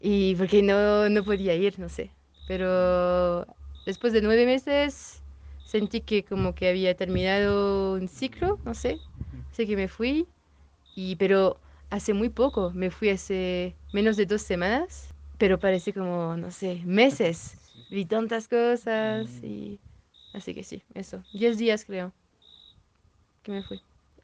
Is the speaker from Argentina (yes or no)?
no; France; Spanish is a second language; Soy francesa, pero he vivido un rato en Valparaíso, 9 meses.